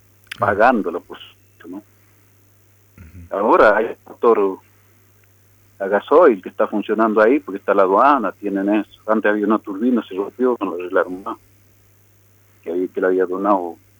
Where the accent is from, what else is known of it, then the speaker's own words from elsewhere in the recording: Las Loicas, Mendoza, Argentina; now in Salta, Argentina; Bueno, yo nací y me crié en Las Loicas ahí. Y vivo en Salta, pero todos los años voy allá porque tengo mi casa allá.